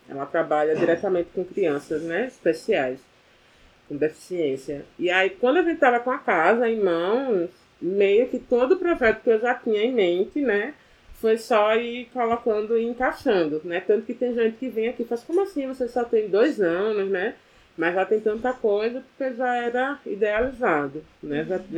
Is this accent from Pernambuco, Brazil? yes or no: yes; Olinda, Pernambuco, Brazil; now in Recife, Brazil; eu sou originalmente de Olinda, mas aí durante a graduação aqui na UFPE, como eu chegava em casa muito tarde, meia-noite, 1h da manhã, no final das contas era mais interessante vir morar aqui